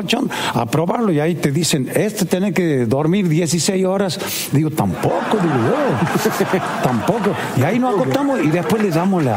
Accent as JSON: {"language": "Spanish", "town": "La Banda", "region": "Santiago del Estero", "country": "Argentina", "tie": "born or raised there", "also_born_or_lived": "Frías", "said": "Yo nací en Frías y he sido criado en La Banda."}